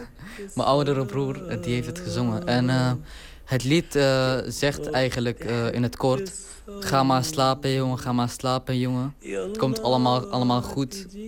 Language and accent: Dutch; Deir ez-Zor, Deir ez-Zor Governorate, Syria; Dutch is a second language; now in Netherlands; Ik kom uit Syrië oorspronkelijk. En de dialect die ik eigenlijk spreek in het film is Deresor. Dat is mijn stad. Die dialect lijkt op de Irakese dialect.